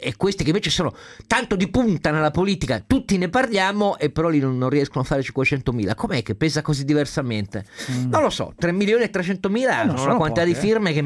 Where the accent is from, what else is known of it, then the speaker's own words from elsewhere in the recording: Turin, Piedmont, Italy; Adesso io da torinese non voglio farti notare